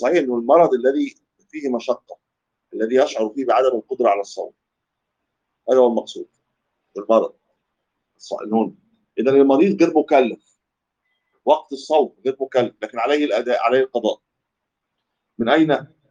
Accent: Egypt; دي كلمه بتاع دي ما تلاقيش عندنا في مصر

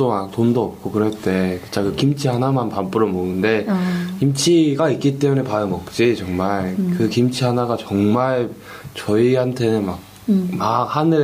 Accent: South Korea; 정말 유학생활 하면서 내가 정말 한국인이라는 걸 정말 깨달으면서 합니다.

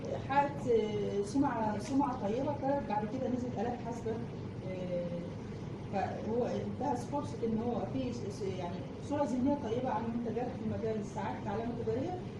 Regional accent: Egypt; فاحنا مثلا عندنا في مصر معظم الادويه

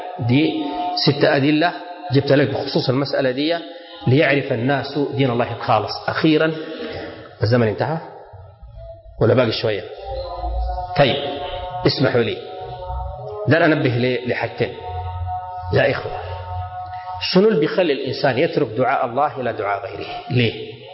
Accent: Sudan; كلمة وقصة واقعية حصل عندنا في السودان.

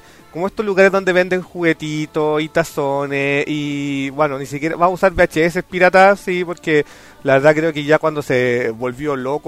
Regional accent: Santiago, Santiago Metropolitan Region, Chile; lo más cercano que yo podía tener como santiaguino, como chileno

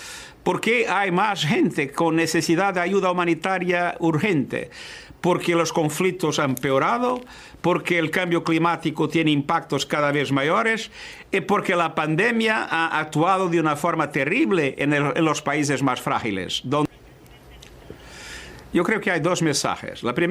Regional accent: Portugal; Spanish is a second language; En mi país, Portugal, 80% de las personas están vacunadas.

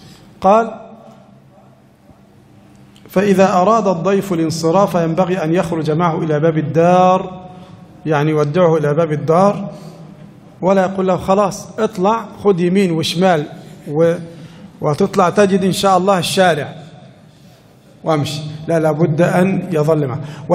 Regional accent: Egypt; نحن عندنا في مصر لو جاك إنسان يتغدى وقدمت له الشاي أولا

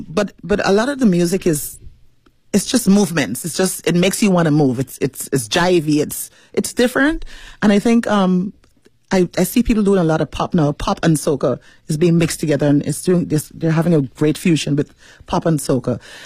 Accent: Guyana; So I am from the beautiful land called Guyana, land of bauxite, sugar, rice, gold, diamonds, and we now have discovered oil.

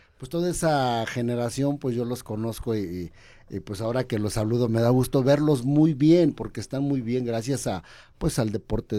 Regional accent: Naucalpan, State of Mexico, Mexico; now in Querétaro, Mexico; Yo vivo en Querétaro, sí. Ya tengo 18 años viviendo en Querétaro. Yo nací en Querétaro, pero de muy chavito me fui a vivir al distrito, al estado de México.

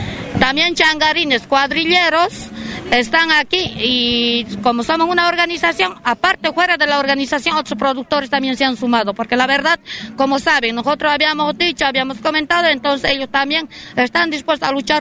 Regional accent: General Conesa, Río Negro, Argentina; Yo soy de General Conesa, vinimos acá a ser escuchados

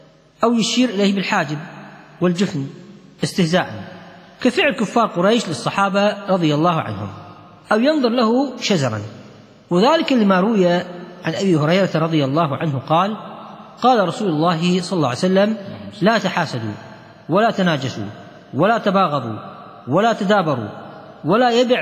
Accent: Kuwait; لا عيب عندنا في الكويت.

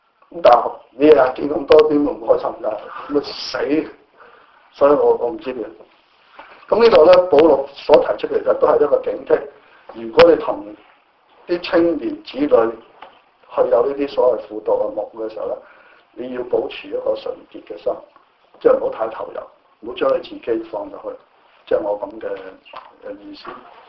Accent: China; 就好像我們中國人的傳統都是不會說靠政府養或者去等他老人院

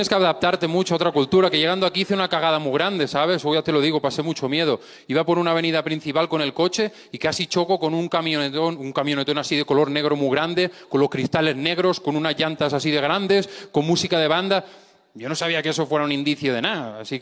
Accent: Spain; No, soy español, vengo de España y me presento.

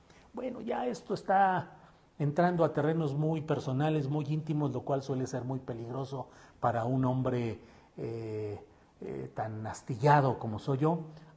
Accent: San Luis Potosí, Mexico; also born or lived in Torreón / Mexico City; me paso mis temporadas en la bella zona metropolitana de Guadalajara, pero nací en Torreón, Coahuila. Viví, crecí y tengo muchas cosas que hago en San Luis Potosí y también, desde luego, en la Ciudad de México.

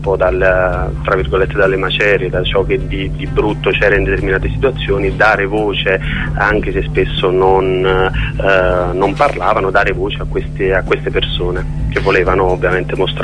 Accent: Naples, Campania, Italy; now in Barcelona, Spain; Di tanto in tanto tornavo a Napoli, ovviamente per visitare casa, per tornare nel mio paese, e vedevo dal mio balcone

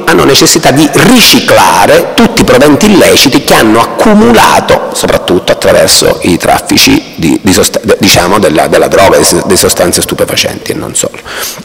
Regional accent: Palermo, Sicily, Italy; se le cronache le seguo io che sono da Palermo, di ciò che accade dalle vostre parti

